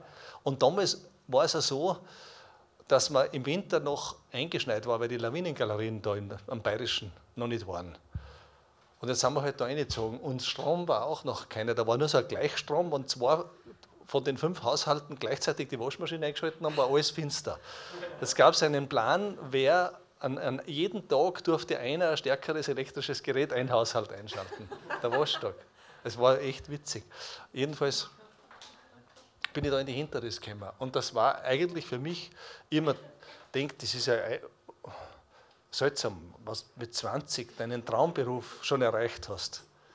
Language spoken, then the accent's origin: German; Bruck an der Glocknerstraße, Salzburg, Austria; Ich bin geboren und aufgewachsen da im Salzburgischen, Bruck an der Glocknerstraße